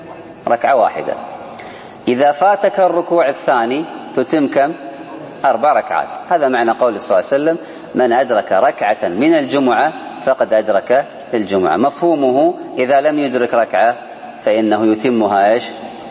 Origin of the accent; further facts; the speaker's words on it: Kuwait; وعندنا في الكويت الآن وغالب الدول الله أعلم قدروها بعشرين دقيقة